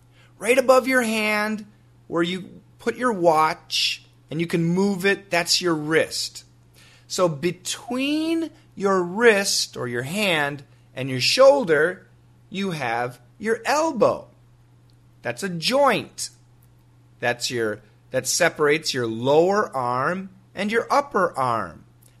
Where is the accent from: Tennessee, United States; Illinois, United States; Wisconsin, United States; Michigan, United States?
Wisconsin, United States; Well, I grew up in Wisconsin. And in Wisconsin, in the United States, in the wintertime, oh my goodness, we get so much snow.